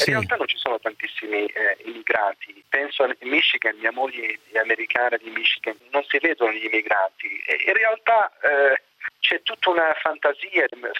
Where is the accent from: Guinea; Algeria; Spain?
Algeria; Italian is a second language; Adesso parlo da algerino.